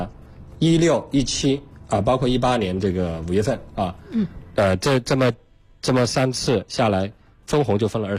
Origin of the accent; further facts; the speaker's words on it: Chongqing, China; 所以说要说产品呢，因为我重庆人